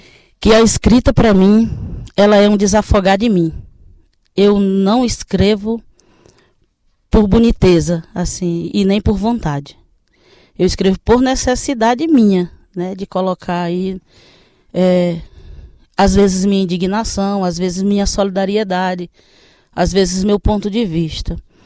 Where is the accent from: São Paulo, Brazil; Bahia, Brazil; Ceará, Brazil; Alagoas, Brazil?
Ceará, Brazil; now in Sergipe, Brazil; embora eu esteja atualmente morando em Sergipe, mas eu sou do Ceará, do interior do Ceará, lá da região do Vale do Jaguaribe, no meio do norte. E a minha comunidade era uma comunidade pouco letrada.